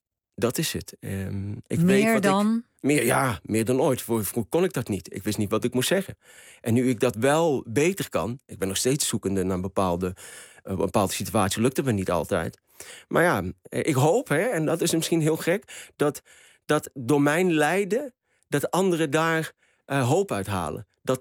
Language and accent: Dutch; Morocco; Ik ben ook een Marokkaanse man.